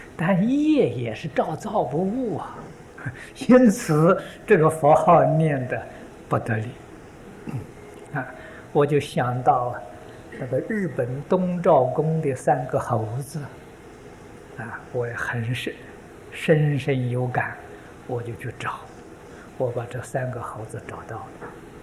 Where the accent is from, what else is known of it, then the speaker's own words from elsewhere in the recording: China; 红色的，这是我们中国人呢吉祥很习惯的。